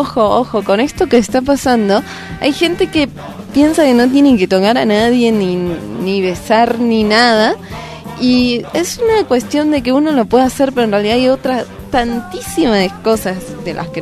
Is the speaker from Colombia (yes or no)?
no; Argentina; No, estos son británicos, yo soy argentina.